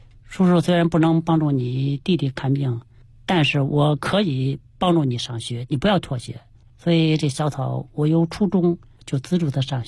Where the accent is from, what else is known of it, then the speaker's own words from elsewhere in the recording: Changping, Beijing, China; 对，就是昌平土生土长